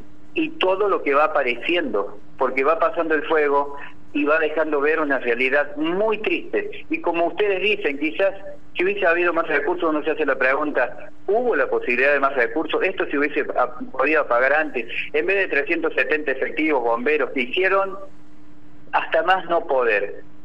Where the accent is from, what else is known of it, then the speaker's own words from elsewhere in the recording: San José de la Dormida, Córdoba, Argentina; los que somos de San José de la Dormida, los que somos del norte, somos muy tierra adentro, amamos nuestro norte, amamos nuestro lugar